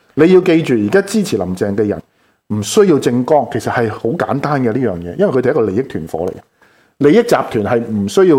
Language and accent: Cantonese; Hong Kong; 这个才是我们香港人要的特首嘛。